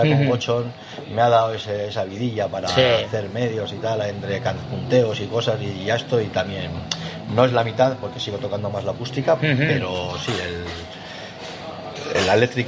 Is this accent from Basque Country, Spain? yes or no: yes; Santurce, Basque Country, Spain; soy de Santurce